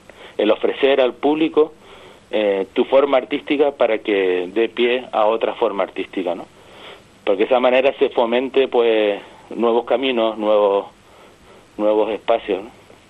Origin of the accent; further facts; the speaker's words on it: Las Palmas, Canary Islands, Spain; como soy natural de Las Palmas, me acerco a los sonidos desde otra perspectiva